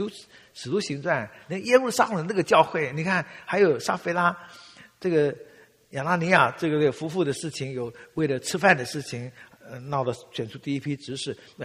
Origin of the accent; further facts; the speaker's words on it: Taiwan; 当然，我们当年小的时候在台湾是很悲壮的，尤其在搞文革的时候。